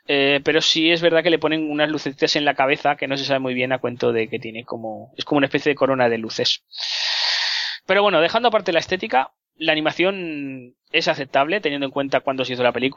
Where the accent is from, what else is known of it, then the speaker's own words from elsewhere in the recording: Ukraine; accent: Ukrainian; Spanish is a second language; Ya lo sé, que tengo un poco de acento ucraniano, pero bueno, intentaré mejorarlo un poco.